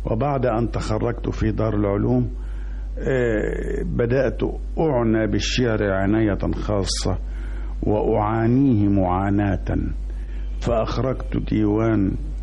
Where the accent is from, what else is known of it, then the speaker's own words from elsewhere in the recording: Damietta, Damietta Governorate, Egypt; وقد ولدت ونشأت في مدينة جميلة ساحلية، هي مدينة دمياط، مدينة الماء والشمس والهواء. وفي فترة التي نشأت فيها في دمياط